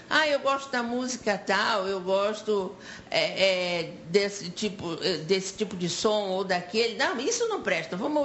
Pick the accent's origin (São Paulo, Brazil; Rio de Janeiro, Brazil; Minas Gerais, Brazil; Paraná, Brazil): Rio de Janeiro, Brazil; Não, eu sou carioca. Carioquíssima. Nascida no Rio de Janeiro